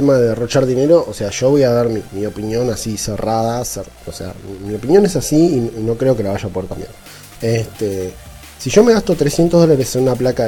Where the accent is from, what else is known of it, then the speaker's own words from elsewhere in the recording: Salta, Argentina; De Salta, al norte de Argentina.